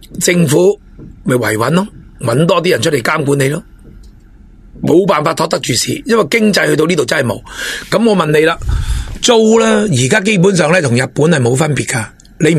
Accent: China; 我哋中国人最勇武啦

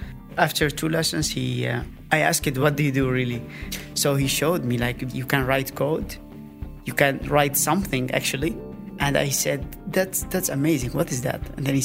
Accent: Aleppo, Aleppo Governorate, Syria; I come from Syria, from Aleppo, from the north. We were in simple environment, simple people.

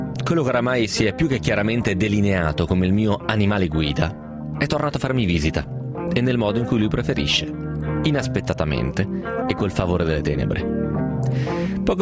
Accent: Bergamo, Lombardy, Italy; ho 50 anni e vengo da Bergamo.

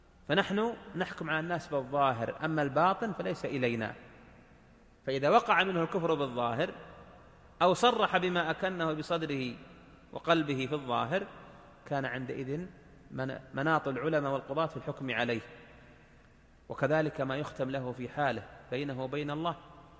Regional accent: Saudi Arabia; مجتمع مثل مجتمعنا ها هنا في بلادنا المملكة العربية السعودية

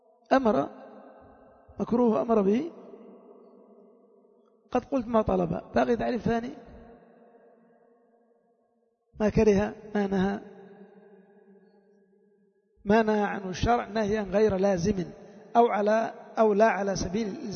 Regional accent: Yemen; وشعار القبائل عندنا في اليمن

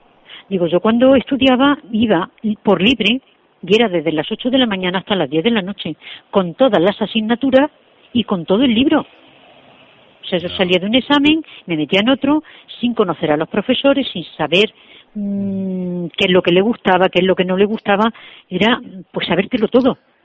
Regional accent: Santa Cruz de Mudela, Castilla-La Mancha, Spain; Yo soy de Santa Cruz de Mudela, de Ciudad Real. Entonces, el pueblo al que pertenecíamos era Valdepeña.

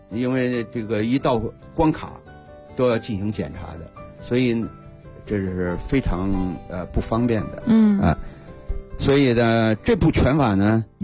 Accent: Anhui, China; 因为我原来我们的家族是徽商，我是安徽人

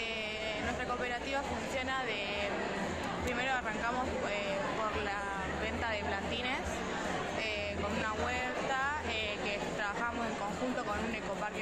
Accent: Ingeniero Luiggi, La Pampa, Argentina; Nosotros somos de Ingeniero Luigi, de la Escuela Provincial de Comercio Mariano Moreno.

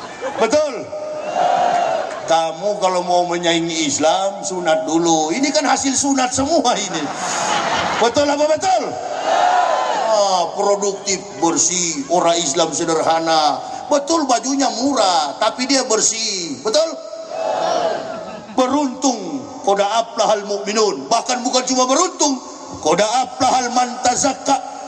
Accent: Manado, North Sulawesi, Indonesia; kami orang Manado ini

